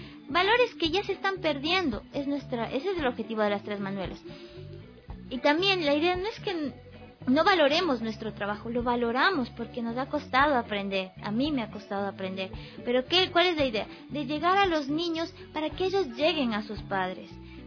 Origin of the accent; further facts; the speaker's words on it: Ecuador; moved away; yo salí de aquí de Ecuador sin mucho dinero